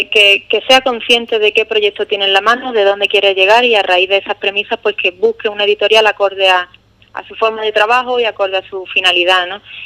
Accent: Ubrique, Andalusia, Spain; moved away as an adult; yo llevo ya por motivos profesionales fuera de Ubrique bastantes años y siempre que vengo a mi tierra es un regalo, la verdad.

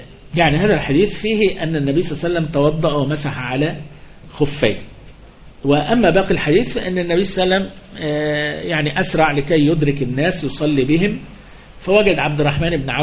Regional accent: Upper Egypt, Egypt; زي عندنا في الصعيد يقول باه باه

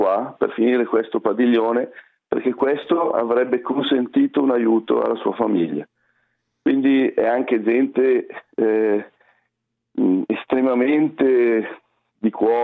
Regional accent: Lombardy, Italy; Io poi che sono un lombardo verace

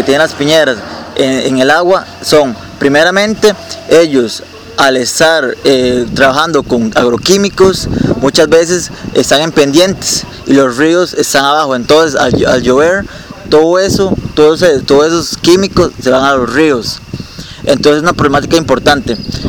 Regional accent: Upala, Alajuela, Costa Rica; soy de Upala

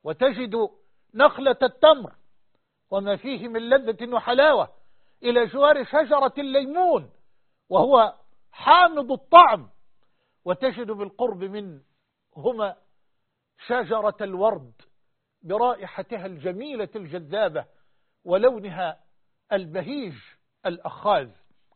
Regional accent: Egypt; وأن يحفظ بلدنا مصر وجميع بلاد

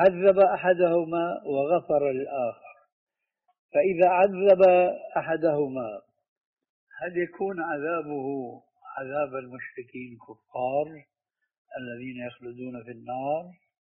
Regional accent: Syria; وعندنا في الشام

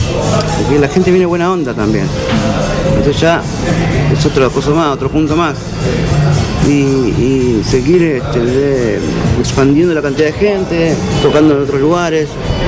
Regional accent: Argentina; viste que somos así los argentinos

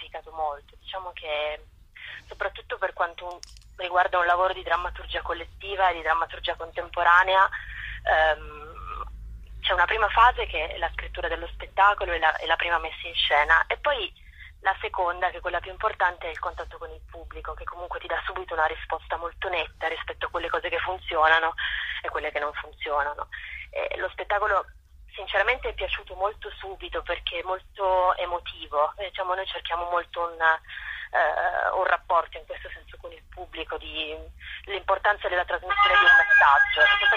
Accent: Turin, Piedmont, Italy; io sono di Torino

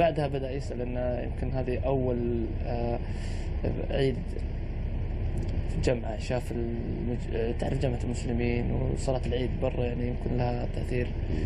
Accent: Bulgaria; now in United Kingdom; From Bulgaria, yeah.

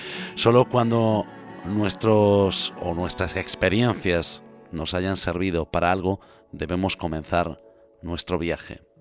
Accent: Galicia, Spain; Así que tomé la decisión de volver a mi tierra gallega, tal vez en ella me encontrara con eso que me faltaba.

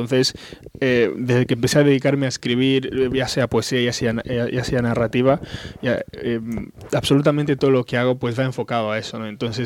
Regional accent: Malabo, Bioko Norte, Equatorial Guinea; Sí, soy de Malabo. Es la capital de un pequeño país que se encuentra en Centro África que se llama Guinea Ecuatorial.

